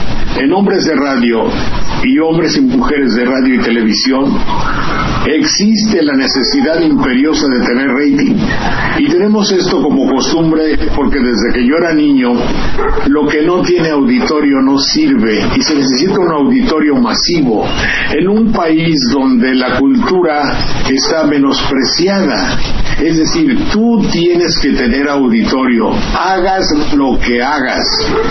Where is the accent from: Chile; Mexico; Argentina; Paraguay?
Mexico; con la esencia profunda de que somos mexicanos